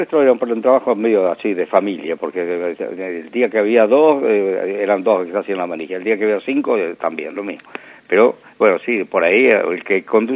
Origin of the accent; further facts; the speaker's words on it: Argentina; y yo soy argentino